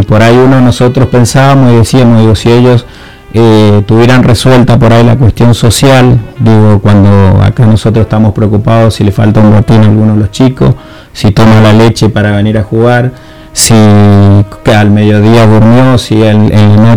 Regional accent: Argentina; de que podamos nosotros como argentinos, como club y bueno, y como sociedad

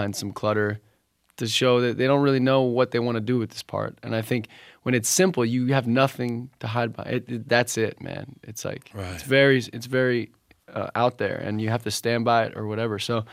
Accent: New Jersey, United States; like we grew up in New Jersey, so … things like that.

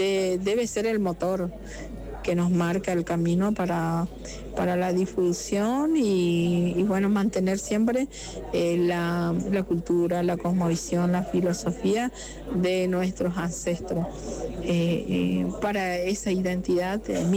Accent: Pampa del Indio, Chaco, Argentina; soy oriunda de Pampa del Indio, Chaco, Argentina.

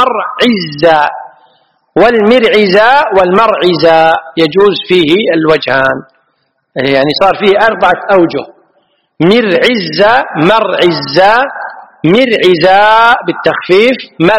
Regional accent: Kuwait; عد هذه معروفة عندنا في الكويت، المرعز معروف عندنا في الكويت

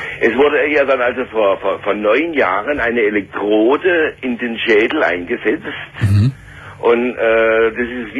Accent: Southern Germany, Germany; weil ich komme ja aus Süddeutschland, ja.

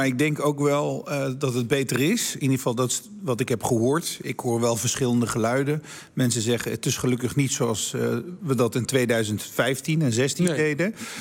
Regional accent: Nijmegen, Gelderland, Netherlands; wij als Nijmegenaar hebben helemaal geen moeite.

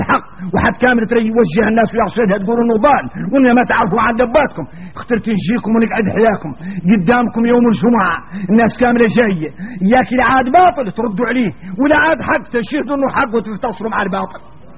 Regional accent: Mauritania; إذا احنا موريتاني مرضى القلوب

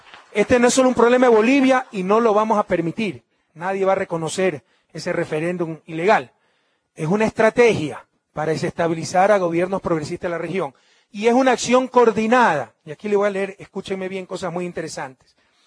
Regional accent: Guayaquil, Guayas, Ecuador; Gracias a Dios yo soy de Guayaquil.

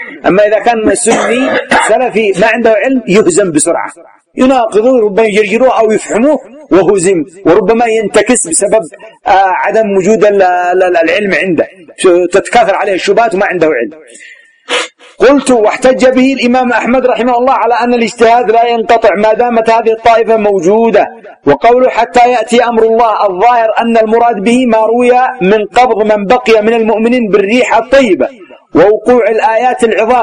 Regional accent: Yemen; هذا يسمى الغرب عندنا في اليمن.

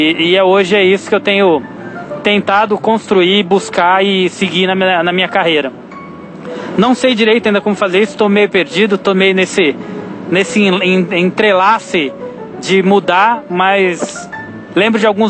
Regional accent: Campinas, São Paulo, Brazil; eu tenho 36, indo pra 37 anos, sou de Campinas.

